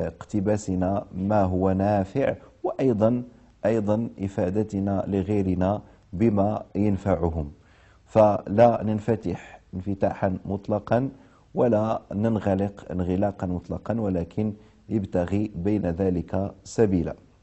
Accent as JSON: {"language": "Arabic", "country": "Morocco", "said": "بلدي الأصلي المملكة المغربية والبلد المستضيف لهذه الحلقات وهي دولة الكويت الشقيقة"}